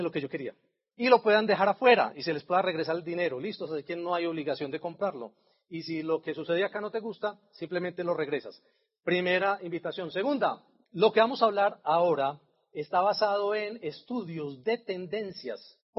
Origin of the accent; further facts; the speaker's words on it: Antioquia, Colombia; como somos muy paisas y los queremos tener ahí en el nido por mucho tiempo